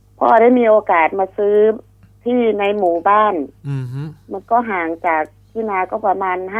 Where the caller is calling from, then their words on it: Taling Chan, Bangkok, Thailand; ตลิ่งชันค่ะ